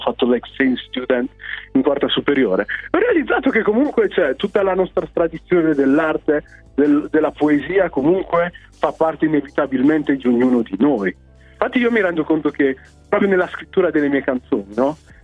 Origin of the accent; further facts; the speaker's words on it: Brescia, Lombardy, Italy; anche se sono nato in un comune della provincia di Mantova, sono cresciuto praticamente a Brescia